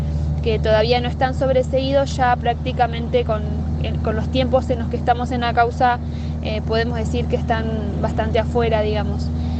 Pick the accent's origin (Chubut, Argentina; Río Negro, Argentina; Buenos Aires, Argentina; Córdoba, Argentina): Chubut, Argentina; soy de Chubut